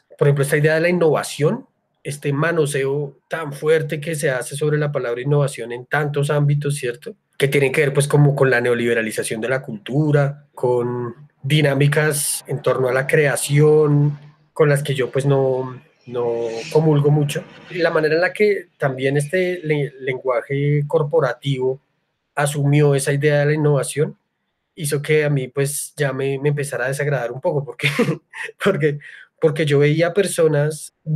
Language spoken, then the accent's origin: Spanish; Bogotá, Colombia; sí hay que tener en cuenta que nosotros somos de Bogotá